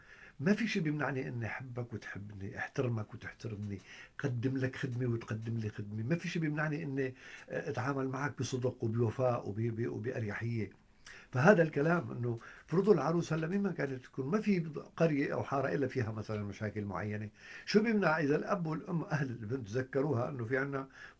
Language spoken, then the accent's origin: Arabic; Syria; بهال 7 سنين الحرب الهائلة المرعبة اللي صارت عندنا بسوريا